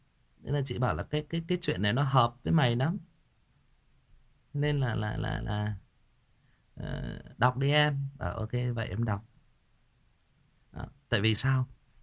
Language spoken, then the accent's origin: Vietnamese; Northern Vietnam, Vietnam; Nói thật lòng là tôi là một người Bắc, nhưng mà tôi rất là thích cái cách sống nó, cái nếp sống nó.